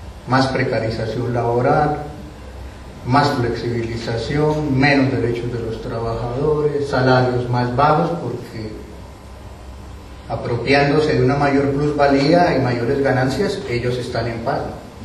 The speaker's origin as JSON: {"language": "Spanish", "country": "Colombia", "said": "Y si a nosotros como colombianos nos preguntan que si queremos democracia, paz, derechos humanos"}